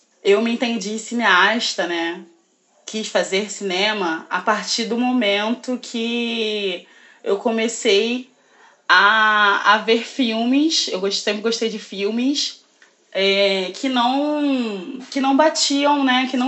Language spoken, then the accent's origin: Portuguese; Rio de Janeiro, Brazil; Eu sou do Rio de Janeiro, exatamente do Complexo da Pedreira, que é uma comunidade na Pavuna, que é praticamente o último bairro do Rio de Janeiro, né?